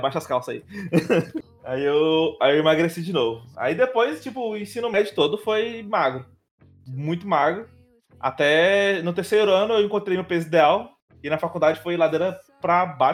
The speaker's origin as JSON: {"language": "Portuguese", "town": "Cristino Castro", "region": "Piauí", "country": "Brazil", "said": "eu sou de Cristina Castro."}